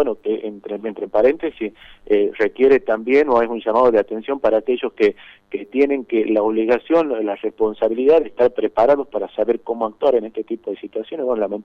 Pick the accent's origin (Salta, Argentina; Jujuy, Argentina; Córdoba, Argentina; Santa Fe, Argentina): Salta, Argentina; San José de Metán; Yo soy de San José de Metán, 30 kilómetros que estamos a 30 kilómetros del municipio.